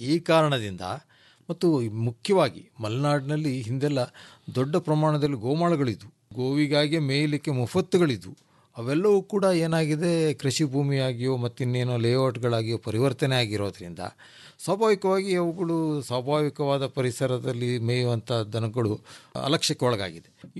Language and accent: Kannada; Sagar, Karnataka, India; ನಾವು ಸಾಗರದವರು.